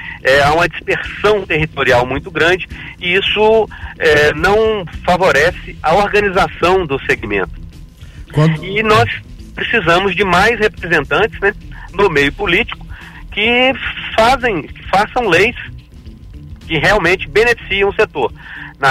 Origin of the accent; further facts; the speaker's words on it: Minas Gerais, Brazil; now in Alfenas, Brazil; Moro em Alfenas, sou natural da Zona da Mata, da região ali próxima a Muriaé. E estou em Alfenas desde 2004